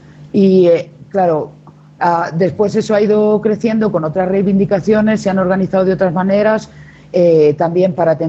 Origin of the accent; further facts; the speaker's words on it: Catalonia, Spain; Lamento no poder estar hablando en euskera, pero soy catalana y no me ha dado para aprender tanto.